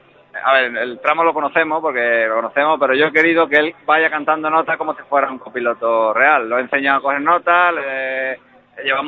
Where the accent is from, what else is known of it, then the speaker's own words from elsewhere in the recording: Ubrique, Andalusia, Spain; Nosotros lo conocemos porque somos de Ubrique, pero quien venga de afuera, pues tiene que ser consciente que no lo es